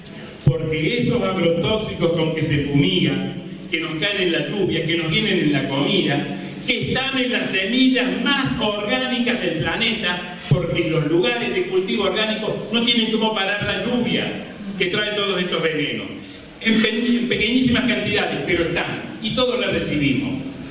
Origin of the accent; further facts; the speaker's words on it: Argentina; somos todos argentinos